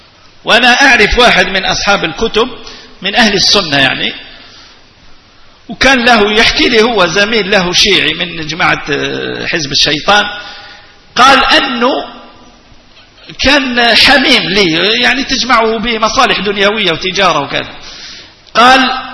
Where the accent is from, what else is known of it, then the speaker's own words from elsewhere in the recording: El Oued, El Oued Province, Algeria; أنا أصلي من منطقة الوادي، وهذه المنطقة يكثر فيها التيجانيون ولا تجد فيها قادريا واحدا.